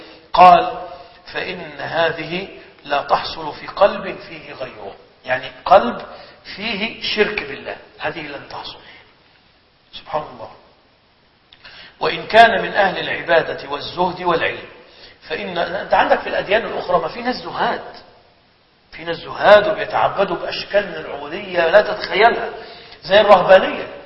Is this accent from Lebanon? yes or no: no; Egypt; عندنا في مصر في بعض الأحيان يعملوا حملات على الدجالين